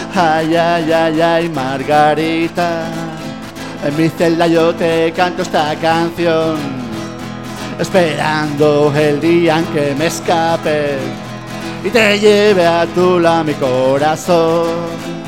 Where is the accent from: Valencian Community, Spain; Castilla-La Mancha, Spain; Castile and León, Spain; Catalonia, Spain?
Valencian Community, Spain; Elche; vengo desde Elche